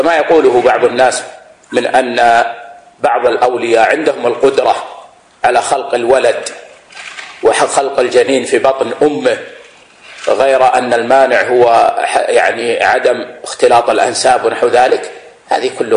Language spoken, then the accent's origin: Arabic; Saudi Arabia; ووضعت الدولة صندوق لإبراء الذمة مثل ما عندنا في السعودية